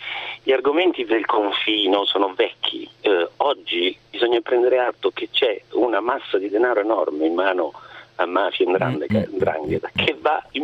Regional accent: Naples, Campania, Italy; now in Bologna, Italy; io vivo qui da 35 anni, sono napoletano, noi meridionali abbiamo, come dire, un giudizio critico un po' più laico

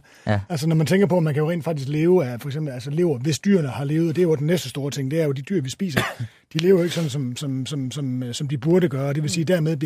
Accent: Jutland, Denmark; fordi jeg kommer fra Jylland, jeg kan ikke lide at smide noget ud

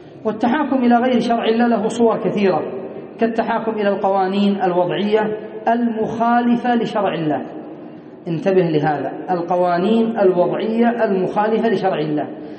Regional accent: Yemen; مثلا عندنا في اليمن يدرسون القانون

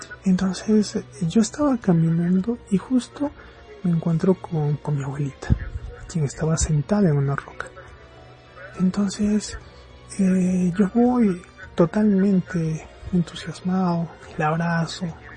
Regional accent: Arequipa, Peru; sí, nuevamente, soy del país de Perú, del departamento de Arequipa

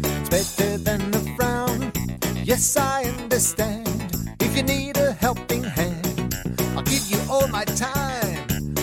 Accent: France; I grew up in France, where they say, Joyeux Noël.

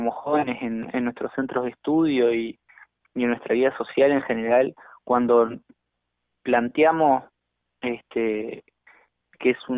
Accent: Montevideo, Uruguay; en particular yo soy de La Teja, estábamos con los compañeros acá en La Teja

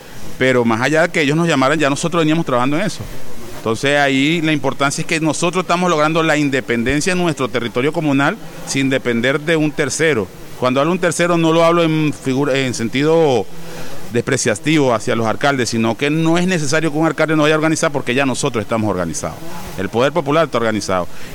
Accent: Apure, Venezuela; nosotros somos los centauros de Apure.

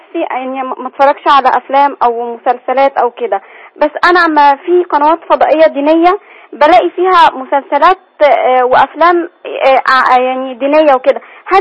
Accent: Egypt; يعني إحنا مصريين كتير كده

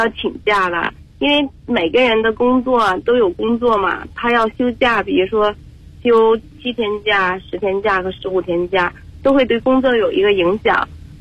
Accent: Shandong, China; 啊，我是山东人。

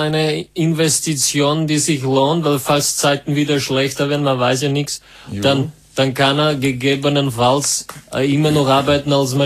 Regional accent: Czechia; Nein, ich komme aus Tschechien.

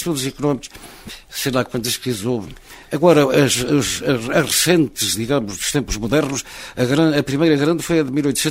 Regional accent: Oliveira, Portugal; born there; Não pude cá ficar porque escolhi uma carreira que nem sequer podia exercer na terra onde nasci. De maneira que, por acaso do destino, tive que exercer as minhas atividades profissionais fora de Oliveira

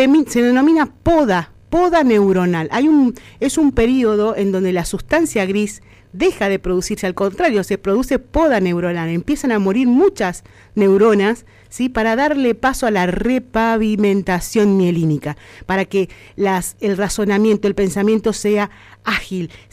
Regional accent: Argentina; podemos nosotros como argentinos sentirnos orgullosos porque tenemos una ley que nos protege, ¿sí?

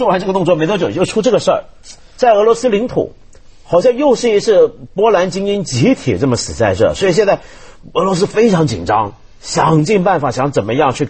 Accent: China; 就我们传统上，我们中国人受的教育是说，二次大战是个正邪大对抗

